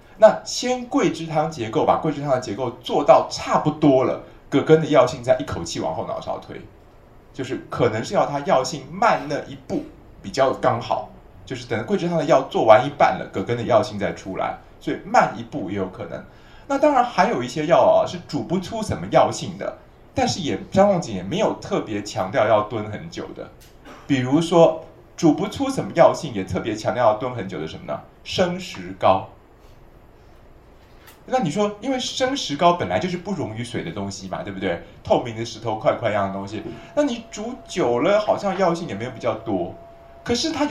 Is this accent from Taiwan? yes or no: yes; Taiwan; 所以像我们台湾人的医生啊，老医生就南方医生哈